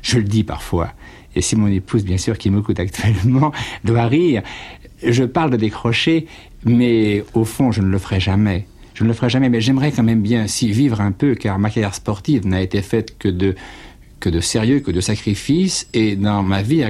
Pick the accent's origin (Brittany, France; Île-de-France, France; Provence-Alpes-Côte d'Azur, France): Brittany, France; avec ce maillot dans ma valise pour rentrer chez moi en Bretagne